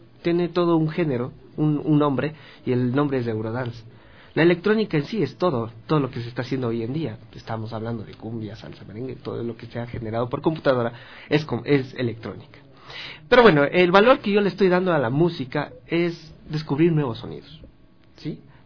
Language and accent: Spanish; Ecuador; Es que sabes que soy ecuatoriano, ¿no?